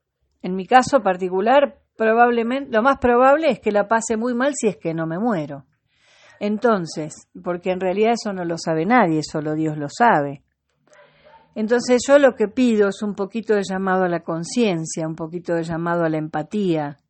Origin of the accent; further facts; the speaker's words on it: Argentina; Soy de acá porque elegí hace muchos años este lugar para vivir y soy argentina. No me importa dónde nací, nací en la Argentina